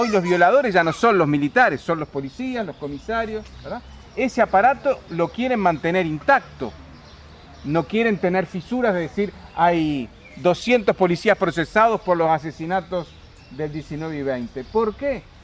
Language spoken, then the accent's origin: Spanish; Uruguay; moved away; Yo fui exiliado, soy uruguayo